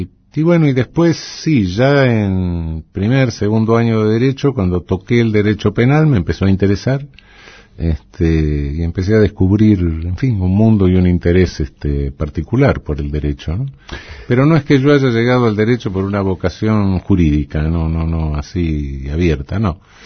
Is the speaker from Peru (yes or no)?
no; Buenos Aires, Argentina; Me crié en Flores, nací en Paternal, pero ya a los 2 años me llevaron a Flores, cerca de Plaza Irlanda.